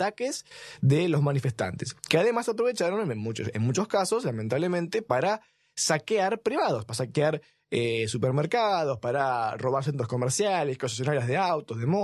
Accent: Argentina; descendiente de inmigrantes, somos todos argentinos

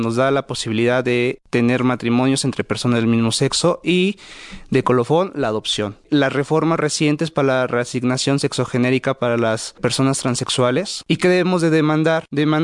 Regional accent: Mexico; la población LGBTI también somos población mexicana, también somos ciudadanos

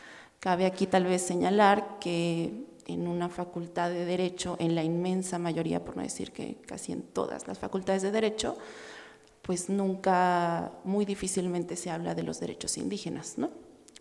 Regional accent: Morelia, Michoacán, Mexico; Bueno, nosotros somos de Morelia, trabajamos en Michoacán.

